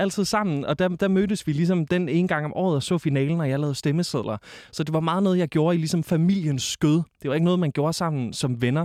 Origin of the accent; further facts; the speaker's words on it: Kolding, Region of Southern Denmark, Denmark; Jeg kommer fra Kolding, eller sådan, der spillede vi håndbold.